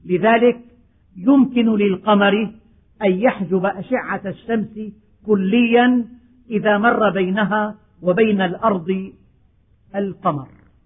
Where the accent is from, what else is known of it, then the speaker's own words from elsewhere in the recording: Syria; ففي الشمال الشرقي من بلدنا سوريا